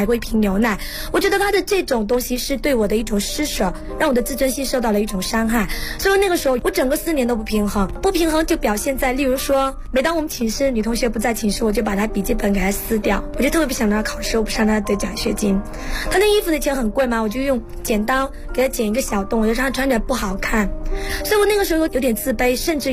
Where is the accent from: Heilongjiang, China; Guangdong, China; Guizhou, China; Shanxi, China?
Guizhou, China; 我来自贵州大山里面一个平凡的布依族姑娘。我们那个大山里面呢，是传统的刀耕火种的一种生活方式。因为我们布依族从小就非常的重男轻女